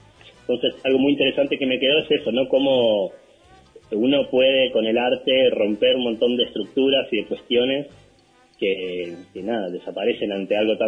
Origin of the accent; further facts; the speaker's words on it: Bariloche, Río Negro, Argentina; born there; Vivo en Villa Los Coihues. Soy nacido acá en Bariloche